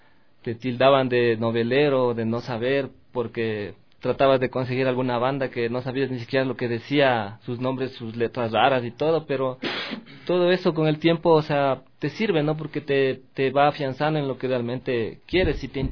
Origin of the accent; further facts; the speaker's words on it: Sangolquí, Pichincha, Ecuador; yo soy de Sangolquí, pero casi a partir del colegio, desde segundo curso, vine a estudiar acá a Quito